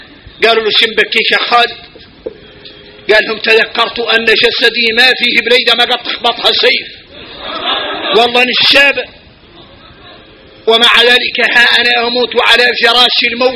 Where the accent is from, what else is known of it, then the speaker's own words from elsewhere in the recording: Mauritania; احنا موريتاني فينا الغرائب والعجائب